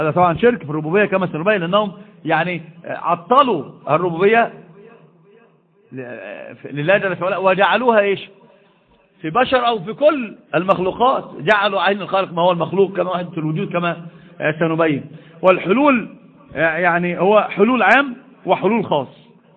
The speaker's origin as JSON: {"language": "Arabic", "country": "Egypt", "said": "الحمد لله مش حد عندنا في مصر بيقول بذلك،"}